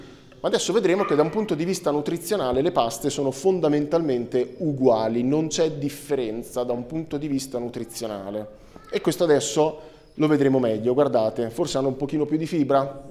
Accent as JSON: {"language": "Italian", "town": "Pesaro", "region": "Marche", "country": "Italy", "said": "Io poi sono di Pesaro, tendente alla Romagna, per cui dalle mie parti, insomma, ce n'è iosa."}